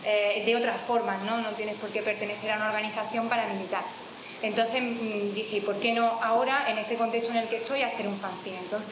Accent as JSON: {"language": "Spanish", "town": "Jaén", "region": "Andalusia", "country": "Spain", "said": "yo vengo de Jaén, quizás se me nota un poco por el acento, yo vengo de Jaén y en Jaén estaba militando en un colectivo feminista que se llama Comando Sororidad."}